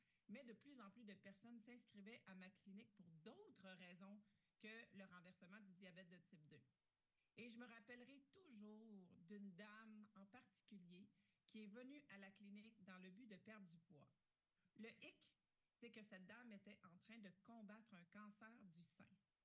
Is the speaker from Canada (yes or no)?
yes; Quebec, Canada; juste le fait que ça soit enfin offert chez nous au Québec en français